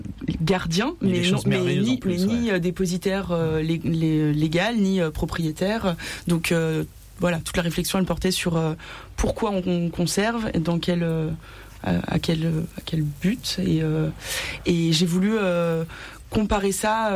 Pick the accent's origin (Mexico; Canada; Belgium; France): France; Annecy, Auvergne-Rhône-Alpes; Je viens d'Annecy, je suis née à Annecy.